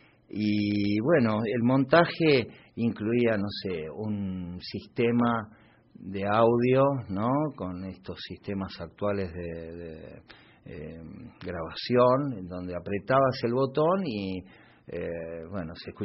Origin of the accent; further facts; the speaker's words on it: Posadas, Misiones, Argentina; born there; cuando yo nací mi familia estaba en Posadas, y bueno, se iba moviendo por todo el país.